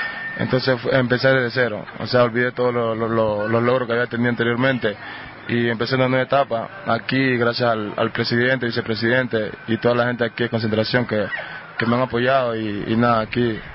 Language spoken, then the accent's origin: Spanish; Río Verde, Esmeraldas, Ecuador; born there; Nací en el cantón de Río Verde, en la provincia de Esmeralda. O sea, nací en un barrio humilde, pobre